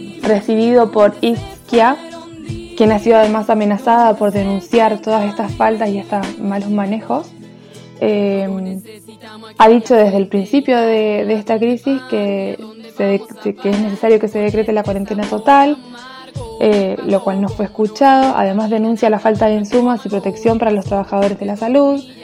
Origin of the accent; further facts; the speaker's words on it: Chile; now in Buenos Aires, Argentina; soy migrante chilena, vivo en Buenos Aires hace 10 años